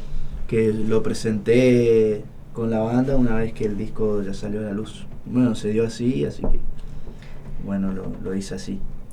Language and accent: Spanish; Esquina, Corrientes, Argentina; en mi pueblo, soy de Esquina Corrientes, les comento a los que no saben, vivimos el carnaval.